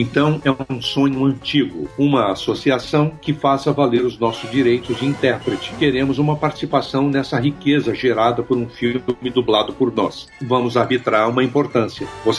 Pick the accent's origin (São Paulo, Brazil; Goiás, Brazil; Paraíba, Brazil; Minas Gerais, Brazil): Minas Gerais, Brazil; Eu não sou carioca, tá, gente? Sou mineiro.